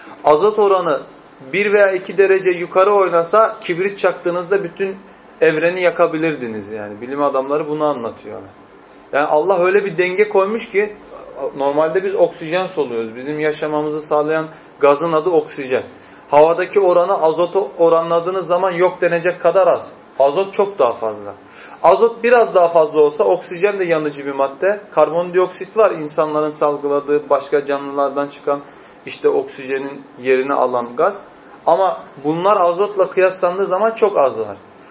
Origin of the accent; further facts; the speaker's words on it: Erzurum, Turkey; Özellikle ben Erzurumluyum. Bizim Erzurum'da insanların elleri yüzleri yanar.